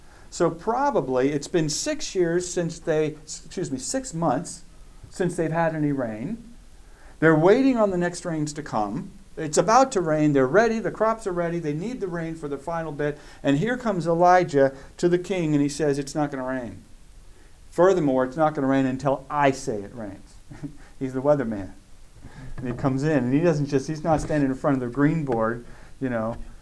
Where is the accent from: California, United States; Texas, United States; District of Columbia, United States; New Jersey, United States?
California, United States; I grew up in Southern California.